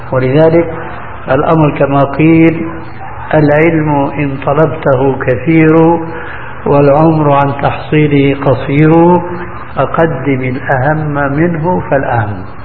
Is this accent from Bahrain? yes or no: no; Syria; كما يقولون عندنا في سوريا في الجماعة من عظم الرقبة